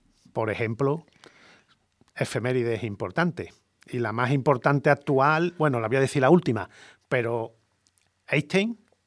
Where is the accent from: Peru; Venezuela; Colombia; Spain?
Spain; nosotros vamos a seguir reivindicando, como españoles que somos, el 22/7